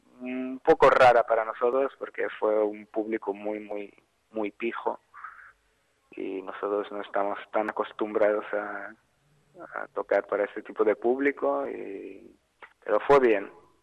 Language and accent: Spanish; Israel; also born or lived in Russia; yo soy ruso, pero nacido en Rusia, pero viví hasta los 23 años en Israel. Así que llegué a Rusia muy pequeñito y mi pasado es más israelí que ruso.